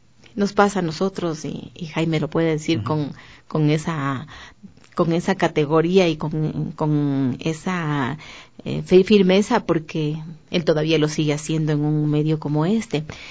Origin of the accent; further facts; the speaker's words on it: Ecuador; Y resulta que a veces te da dolor porque vas y te dicen, ¿de dónde eres? De Ecuador. ¿Y dónde es eso? ¿Qué es eso?